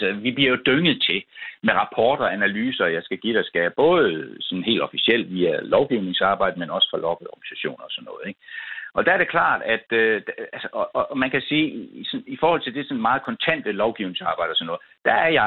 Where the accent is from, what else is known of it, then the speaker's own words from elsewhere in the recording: Esbjerg, Region of Southern Denmark, Denmark; især der, hvor jeg kommer fra, Esbjerg Havn